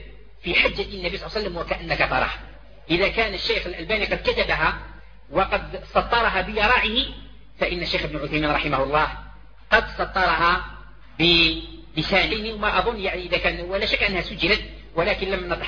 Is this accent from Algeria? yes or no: yes; Algeria; ونحن دعاة من الجزائر